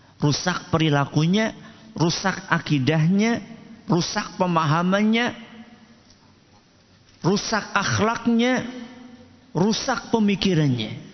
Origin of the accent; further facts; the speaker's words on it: Java, Indonesia; Kalau kita orang Jawa kan cuma sampai berapa itu kita tahunya?